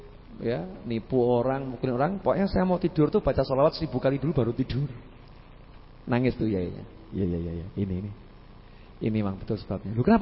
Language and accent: Indonesian; Surakarta, Central Java, Indonesia; Oh, saya itu orang Solo kan kalau ngomong Inggris suka salah-salah.